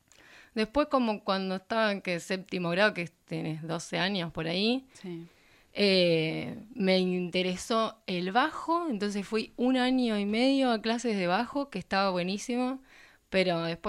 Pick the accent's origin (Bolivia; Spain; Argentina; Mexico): Argentina; Azul, Buenos Aires Province; Soy de Azul.